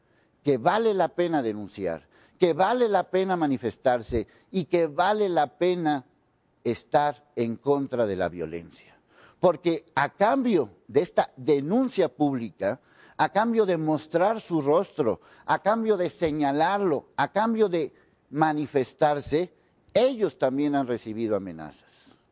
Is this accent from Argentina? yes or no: no; Mexico; Estoy exigiendo como ciudadano, como mexicano